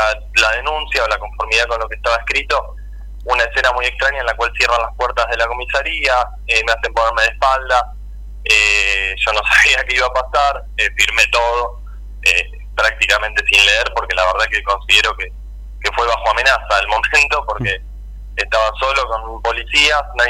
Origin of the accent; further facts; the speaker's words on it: Pilar, Buenos Aires Province, Argentina; yo soy de acá de Pilar, ando todos los días y hoy tengo muchos amigos también que andamos, que somos de Pilar